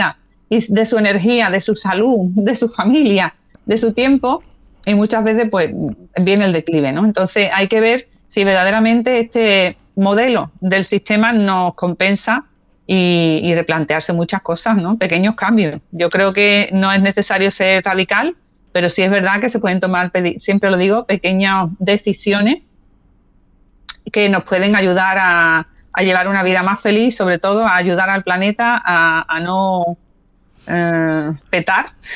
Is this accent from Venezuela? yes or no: no; Spain; pero hemos querido rescatar, como españoles que somos, pues a un teórico también que se llama Carlos Taibo